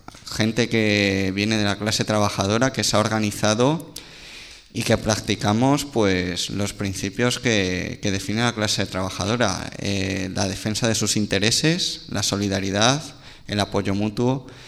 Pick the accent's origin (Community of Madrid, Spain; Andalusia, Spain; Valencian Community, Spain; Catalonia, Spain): Community of Madrid, Spain; Yo vengo del corredor del Henares, para que lo ubiquemos en el mapa